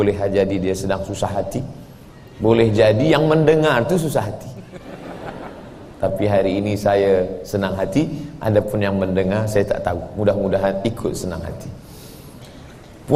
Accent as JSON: {"language": "Indonesian", "region": "Sumatra", "country": "Indonesia", "said": "Saya datang jauh dari pulau Sumatera, ujung atas, pergi ke ujung atas lagi, pulau Kalimantan."}